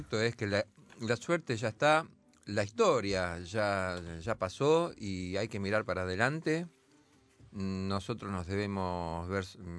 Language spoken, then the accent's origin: Spanish; Buenos Aires, Argentina; Y soy porteño.